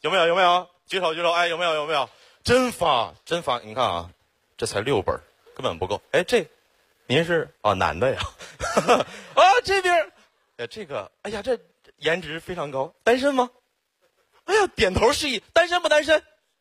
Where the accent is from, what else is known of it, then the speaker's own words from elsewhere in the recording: Xiong'an, Hebei, China; 我真的特别的学土生土长的雄安人，从小在那长大